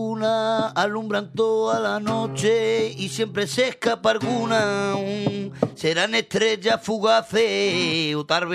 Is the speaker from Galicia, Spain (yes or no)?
no; El Puerto de Santa María, Andalusia, Spain; Pues yo vengo de Cádiz. Anda. Del puerto Santa María.